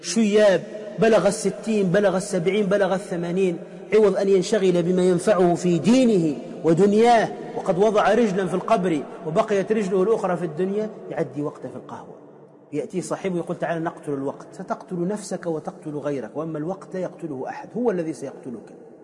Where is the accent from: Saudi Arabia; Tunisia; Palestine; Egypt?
Tunisia; يسمى عندنا في تونس الشيش بيس